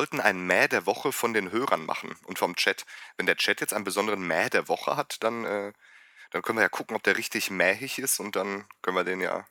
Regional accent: North Rhine-Westphalia, Germany; Da, wo ich herkomme, ist E und Äh fast das Gleiche. Wir haben da auch ernstzunehmende Probleme. Wir sind sozusagen die Chinesen des Ruhrgebiets.

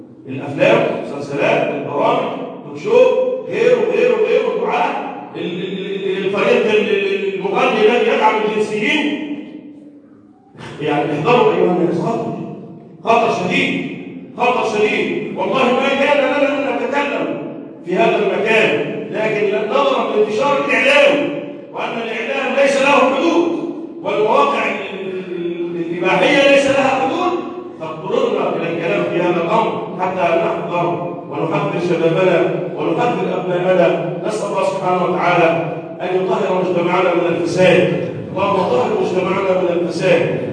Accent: Egypt; اللهم احفظ بلدنا مصر

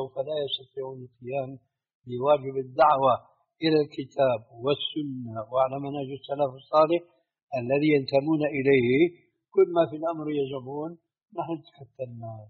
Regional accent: Syria; ساكن هناك في الجبل في جبل قاسمون عندنا في سوريا

